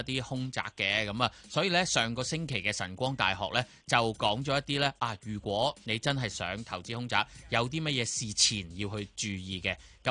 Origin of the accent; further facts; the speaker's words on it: Hong Kong; 如果我哋香港人以至内地嘅朋友话，一见到呢啲就可能真係啊大吉利是咁样